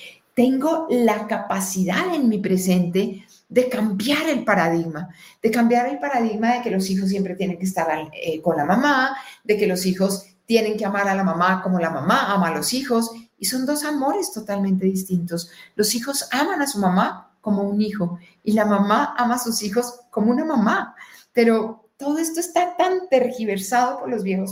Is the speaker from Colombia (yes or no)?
yes; Colombia; born there; No. ¿Mi verdad es que yo nací en Colombia? No. ¿Mi verdad es que soy mujer? No.